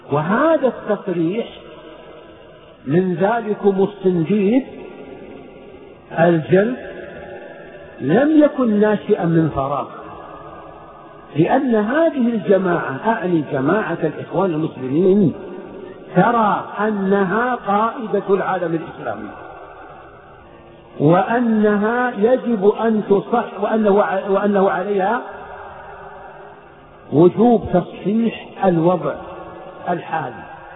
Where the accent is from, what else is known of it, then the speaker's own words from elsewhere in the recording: Saudi Arabia; في بلدنا المملكة العربية السعودية